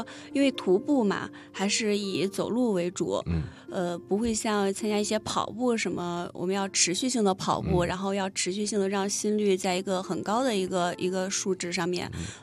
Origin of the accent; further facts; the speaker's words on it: China; 作为一个中国人